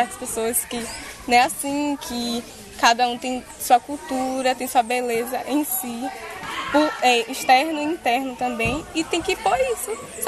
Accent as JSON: {"language": "Portuguese", "town": "Pau-Brasil", "region": "Bahia", "country": "Brazil", "said": "vim de Pau-Brasil e faço parte do MNU, Movimento Negro Unificado."}